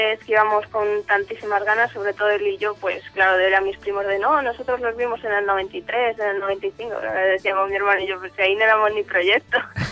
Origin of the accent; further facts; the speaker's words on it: Toledo, Castilla-La Mancha, Spain; de Toledo.